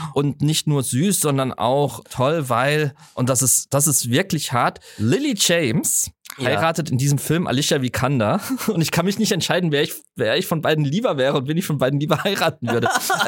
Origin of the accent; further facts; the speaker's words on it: Southwest Germany, Germany; ich komme natürlich auch aus dem Südwesten, da wurde mehr geheiratet